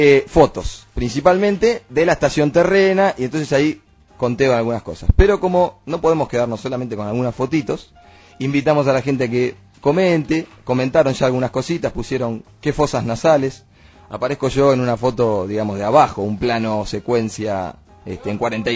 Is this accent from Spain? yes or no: no; Argentina; yo siendo argentino desconfío